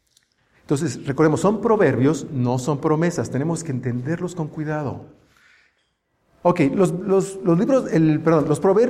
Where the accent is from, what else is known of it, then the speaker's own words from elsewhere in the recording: Mexico; como mexicanos sabemos que también se refiere a la actitud de las personas